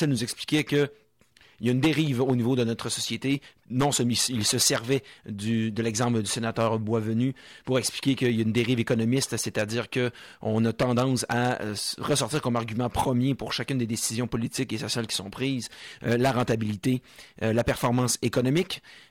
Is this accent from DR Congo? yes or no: no; Montmagny, Quebec, Canada; je viens de Montmagny, natif de là-bas, et c'est une région qui est fortement touchée par le suicide.